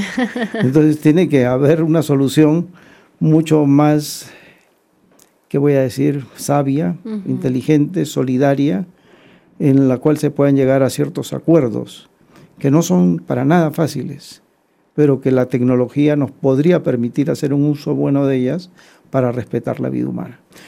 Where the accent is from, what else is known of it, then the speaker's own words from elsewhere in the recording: Peru; Vengo de Perú, donde tenemos un gran problema con una minera, ¿no?